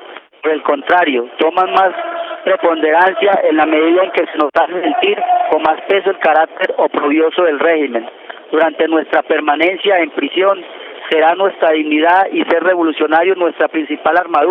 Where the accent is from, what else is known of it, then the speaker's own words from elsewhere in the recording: Colombia; Como muchos colombianos herederos de Camilo, reivindicamos su pensamiento